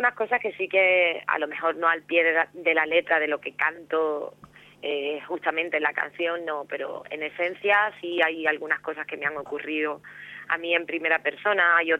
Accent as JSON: {"language": "Spanish", "town": "Cádiz", "region": "Andalusia", "country": "Spain", "said": "me dedico a componer, a cantar por Cádiz, por mi tierra, por los sitios de alrededor"}